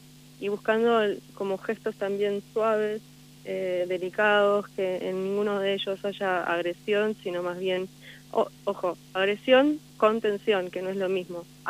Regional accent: Buenos Aires, Argentina; Sí, de Buenos Aires

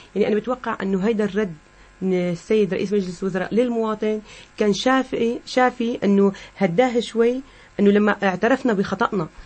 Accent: Syria; نحن كإعلام سوري

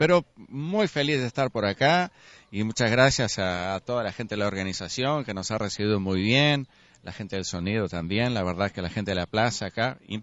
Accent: Rivera, Uruguay; also born or lived in Montevideo; Yo soy de Rivera, pero viví la década 80 en Montevideo

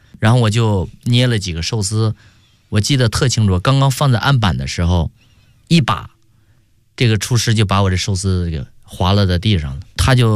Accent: China; 作为中国人，我也是第一个拿的这个奖章的

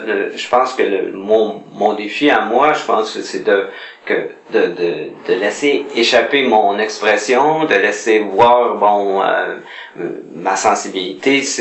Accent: Montreal, Quebec, Canada; born there; Mais c'était près de Montréal, parce que je suis né à Montréal.

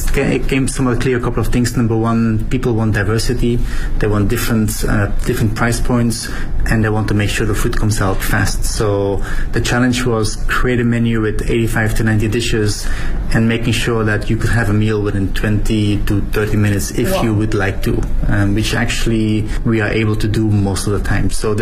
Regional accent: Belgium; I'm from Belgium, so it's kind of a classic cone of how you would normally eat it down the street

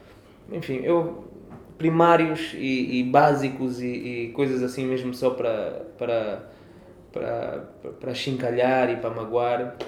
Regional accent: Angola; now in Portugal; Sou angolano, nasci lá, cresci lá, vivi lá, é lá que tenho o meu coração e o meu umbigo. Sou português por inerência de por ter o direito de ter essa nacionalidade, os meus pais têm e também herdaram

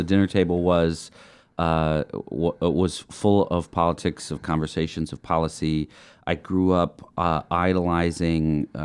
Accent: Maple Bluff, Wisconsin, United States; now in Milwaukee, United States; I grew up in Maple Bluff, a graduate from Edgewood High School, and I went to Marquette.

